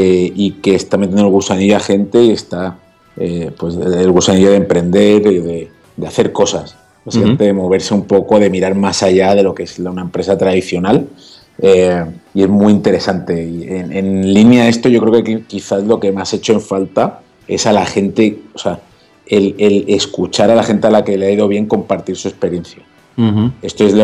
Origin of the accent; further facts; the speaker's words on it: Málaga, Andalusia, Spain; now in Madrid, Spain; yo, que soy pues medio de Málaga, medio de Madrid, o adoptado, hijo adoptivo en Madrid, y llegamos a Madrid